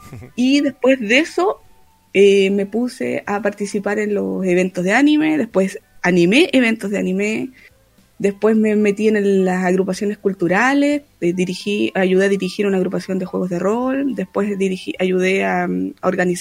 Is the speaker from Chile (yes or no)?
yes; Antofagasta, Chile; also born or lived in Santiago; Yo nací en Santiago de Chile, en la comuna Independencia. Viví varios años allí, luego mi familia se trasladó a Antofagasta. Volvimos un tiempo a Santiago y después volvimos a Antofagasta. O sea que yo estoy actualmente radicada acá.